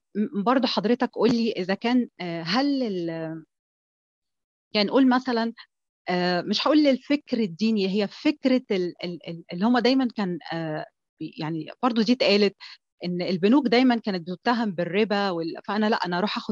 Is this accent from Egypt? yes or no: yes; Egypt; هل النمط الاستهلاكي لينا كمصريين